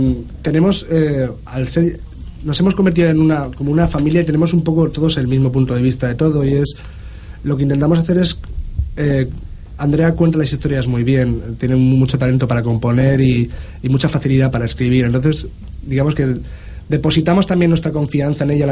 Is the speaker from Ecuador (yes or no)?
no; Valencian Community, Spain; Exacto. Ahí yo soy mexicano.